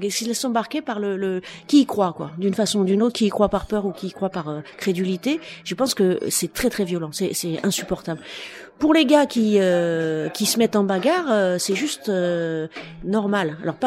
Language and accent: French; Saint-Denis, Île-de-France, France; Et moi, je suis de Saint-Denis, et à Saint-Denis, en gros, c'est une génération de banlieusards contre une autre.